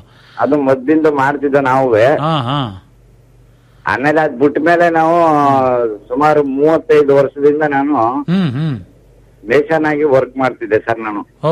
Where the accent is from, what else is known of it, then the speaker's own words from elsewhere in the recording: Saligrama, Karnataka, India; Saligrama, ಕ್ಯಾರ್ನಗರ್ taluk.